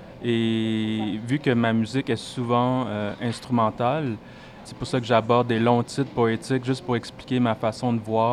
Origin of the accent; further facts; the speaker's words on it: Laos; l'Asie du Sud-Est, d'où je viens aussi, moi, du Laos